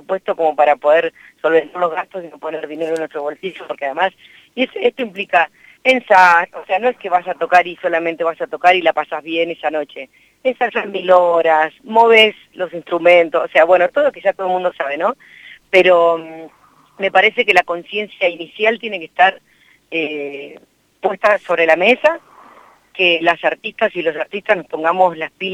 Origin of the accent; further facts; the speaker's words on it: Santa Rosa, La Pampa, Argentina; Yo me formé en Buenos Aires, o sea, primero estudié acá en Bellas Artes, yo soy de Santa Rosa.